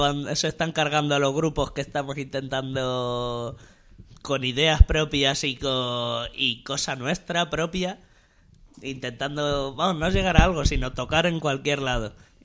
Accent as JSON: {"language": "Spanish", "town": "Sonseca", "region": "Castilla-La Mancha", "country": "Spain", "tie": "born or raised there", "said": "Por ejemplo, en mi pueblo me he criado"}